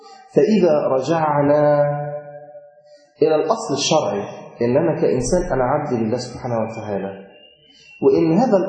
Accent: Egypt; طبعا في عندنا في مصر الناس بتقول كده برضو

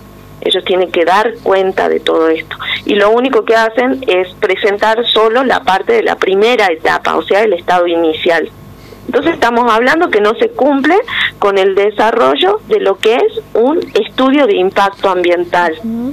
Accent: Jujuy, Argentina; quiero recalcar que somos todos jujeños autoconvocados, primero y principal

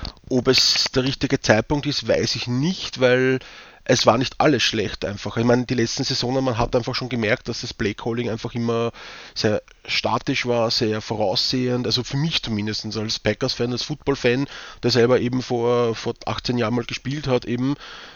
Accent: Vienna, Austria; accent: Viennese; wenn sie mich verstehen mit meinem Wiener Dialekt

